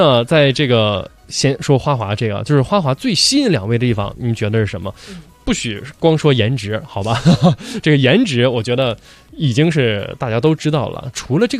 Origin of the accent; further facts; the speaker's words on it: Inner Mongolia, China; 从小呢喜欢滑冰，就是我的家乡内蒙古每年要上冰课。啊，然后先从那儿学会的滑冰